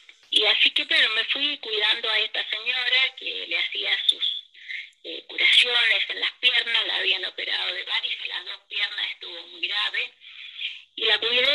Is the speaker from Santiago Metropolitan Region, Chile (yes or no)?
yes; Santiago, Santiago Metropolitan Region, Chile; ellas se vinieron a Santiago, en Chile, Santiago de Chile, y me crié en Santiago de Chile.